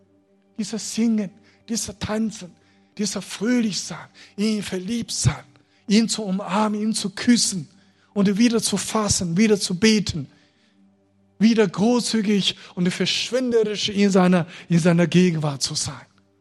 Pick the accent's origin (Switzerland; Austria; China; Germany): China; German is a second language; Besonders chinesische Christen. Also die Chinesen sind, ich würde sagen, also mein Volk hatte die Gabe, geduldig zu sein.